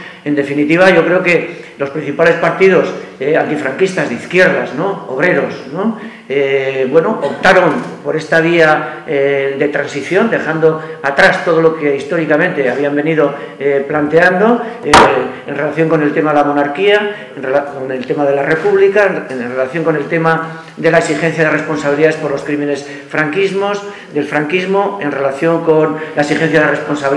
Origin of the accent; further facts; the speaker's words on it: Basque Country, Spain; born there; Bueno, yo no soy asturiano, claro. Yo he nacido en Álava.